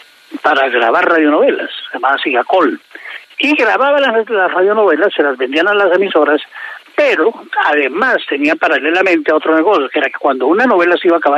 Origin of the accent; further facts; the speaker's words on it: Bogotá, Colombia; also born or lived in Mesitas del Colegio; yo nací en Mesitas. Obviamente siempre lo he dicho y siempre lo he tenido en mi corazón, porque es el pueblo donde nací, donde mis papás vivieron, donde nacimos los primeros 5 hijos. Solo que al nacer yo, a los poquitos meses de nacer, la familia se vino para Bogotá.